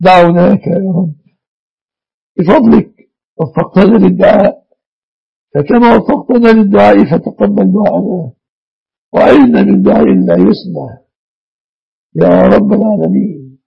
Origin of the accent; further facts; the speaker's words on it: Egypt; احفظ بلادنا مصر بلاد المسلمين آمنة مطمئنة من كل مكروه وسوء